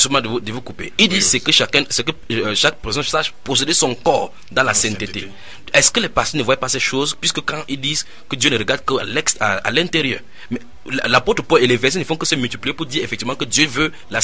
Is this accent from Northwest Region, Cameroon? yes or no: no; Douala, Littoral, Cameroon; vous entendez … je suis de Douala au Cameroun.